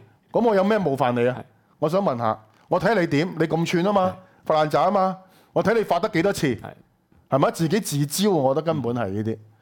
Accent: Hong Kong; 遠遠超乎我哋香港人過去納税咗咁多年喺醫療、喺教育裏邊所得到嘅嘢

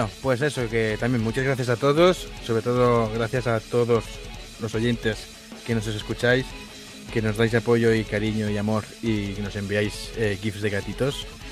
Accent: Galicia, Spain; Que soy gallego, oye.

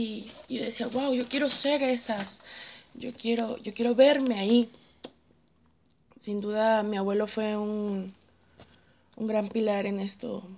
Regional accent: Guadalajara, Jalisco, Mexico; Yo soy de ahí, estoy totalmente enamorada de mi tierra

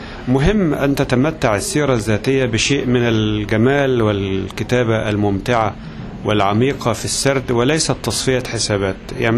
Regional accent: Egypt; عندنا في مصر سيرة أخرى مهمة جدا

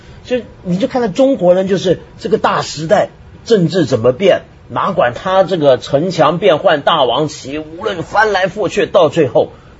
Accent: Taiwan; 我在台湾长大，我说想啊

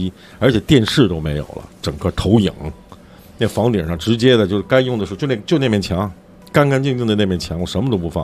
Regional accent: China; 我们中国人一个习惯你知道吗

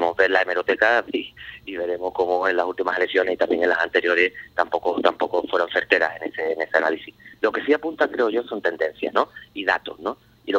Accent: Medina-Sidonia, Andalusia, Spain; Yo soy de Medina, ¿no?, que es una comarca cercana, en la Janda

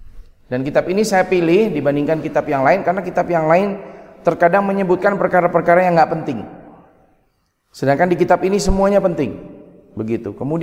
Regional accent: Yogyakarta, Special Region of Yogyakarta, Indonesia; Saya asli Jogja. Lahir di kota, anak kota ya. Kemudian orang tua dua-duanya juga dari Jogja, satu dari kampung, satu dari kota sini.

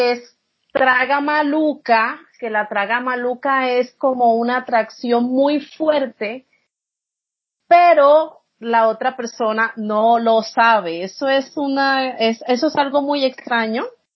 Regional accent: Colombia; Pero estar bueno es muy usado en la ciudad donde yo vengo. De donde yo vengo

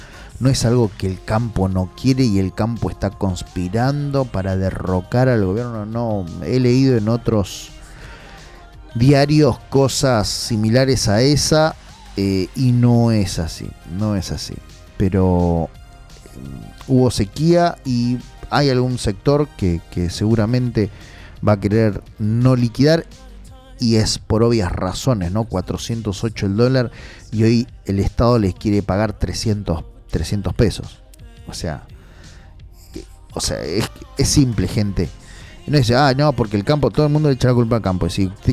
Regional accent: Quilmes, Buenos Aires Province, Argentina; Especialmente a los de Quilmes. A todos, a mi pueblo, ¿no?

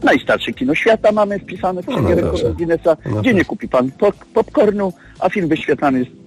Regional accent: Warmian-Masurian Voivodeship, Poland; now in Szczecin, Poland; Kurczę, dzisiaj same Mazury, bo ja z Mazur też pochodzę.

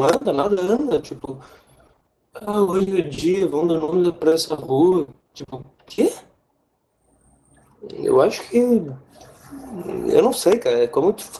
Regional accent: Santa Rosa, Rio Grande do Sul, Brazil; tipo de Santa Rosa, minha cidade natal.

